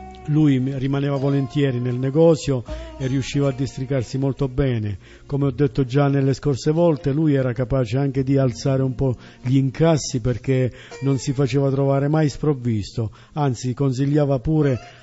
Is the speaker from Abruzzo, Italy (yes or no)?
yes; Abruzzo, Italy; noi siamo abruzzesi, siamo fieri di essere abruzzesi